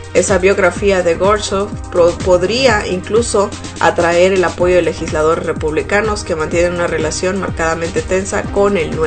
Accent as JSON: {"language": "Spanish", "region": "Sonora", "country": "Mexico", "lives_now": "United States", "said": "Y hay una foto de una mujer que es de mi tierra, de Sonora, Sonora, México."}